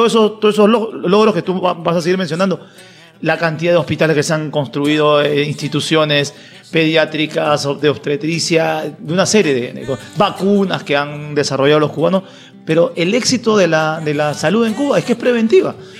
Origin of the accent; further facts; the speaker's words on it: Peru; Con enfermedades del siglo XIV, XV, en mi país, sí, Perú